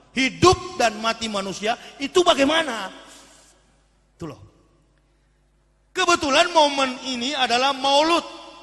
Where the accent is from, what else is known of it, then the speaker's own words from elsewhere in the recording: Manado, North Sulawesi, Indonesia; Saya orang Manado asli, asli kapir